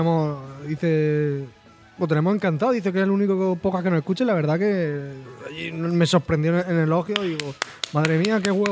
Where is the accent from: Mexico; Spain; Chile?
Spain; Region of Murcia; Me siento menos murciano